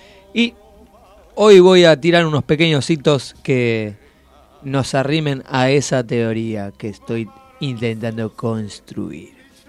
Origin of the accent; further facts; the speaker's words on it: Argentina; si somos argentinos, más, si creemos en el poderío